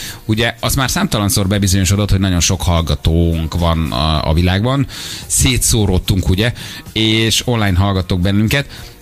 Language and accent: Hungarian; Hungary; amikor megmondtuk, hogy magyarok vagyunk